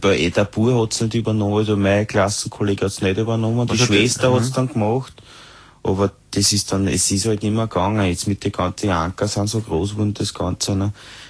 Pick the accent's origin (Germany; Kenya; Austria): Austria; Vienna; Nein, eher aus Wien. Im dritten bin ich aufgewachsen, beim Rochusmarkt unten.